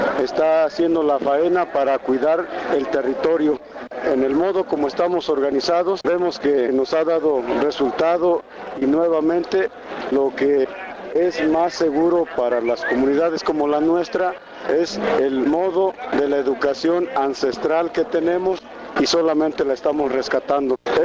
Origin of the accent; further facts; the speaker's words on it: Cherán, Michoacán, Mexico; Soy comunero de Cherán, del estado de Michoacán, el pueblo Purépecha.